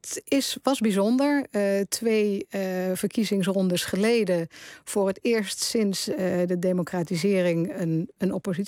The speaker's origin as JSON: {"language": "Dutch", "town": "Berkel-Enschot", "region": "North Brabant", "country": "Netherlands", "tie": "born or raised there", "said": "ik ben geboren en getogen in Berkel en Schot, ook al is dat later geannexeerd door Tilburg."}